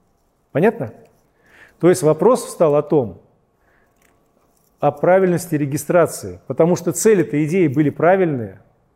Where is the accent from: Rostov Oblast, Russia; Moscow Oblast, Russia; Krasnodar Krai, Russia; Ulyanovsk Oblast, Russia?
Moscow Oblast, Russia; мой муж, свадьба у нас, и мы сюда переехали, он здесь вот работает. А так вообще-то я из Подмосковья.